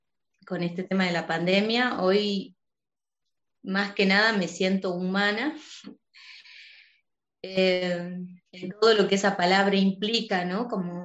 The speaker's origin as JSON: {"language": "Spanish", "region": "Salta", "country": "Argentina", "tie": "born or raised there", "also_born_or_lived": "Tucumán", "said": "Yo nací en Salta, en esta provincia. Estudié en otra provincia, en Tucumán. Pensaba radicarme ahí. Una cuestión, también de pareja, una situación difícil me hizo volver a Salta"}